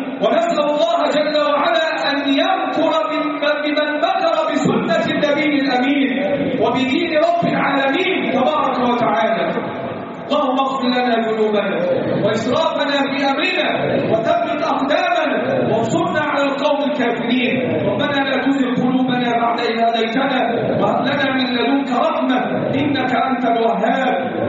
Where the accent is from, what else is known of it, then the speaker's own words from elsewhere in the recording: Egypt; اللهم احفظ بلدنا مصر وسائر بلاد